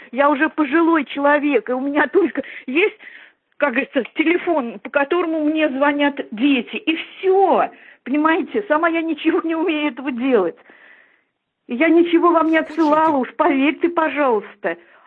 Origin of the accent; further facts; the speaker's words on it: Russia; Я русская, я родилась в России. И здесь всю жизнь прожила. Я никогда еврейкой я не была.